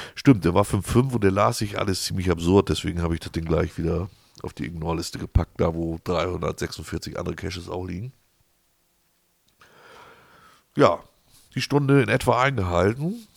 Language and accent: German; Wolfsburg, Lower Saxony, Germany; Ich komme aus der Region Wolfsburg und so weiter.